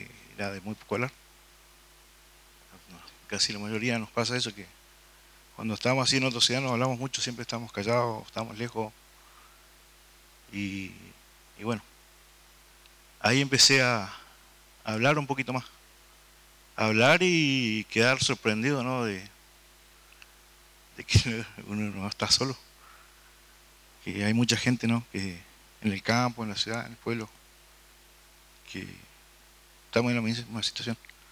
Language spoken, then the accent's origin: Spanish; El Bolsón, Río Negro, Argentina; soy de La Cuesta también. Y yo pasé parte de mi niñez, mi juventud acá en Bolsón. Nací acá. Mi mamá vino allá de La Cuesta y me tuvo acá en Bolsón.